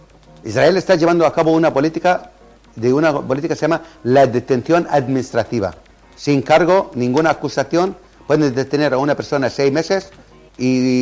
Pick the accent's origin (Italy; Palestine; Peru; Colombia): Palestine; 30 diputados palestinos, elegidos libremente y democráticamente por mi pueblo.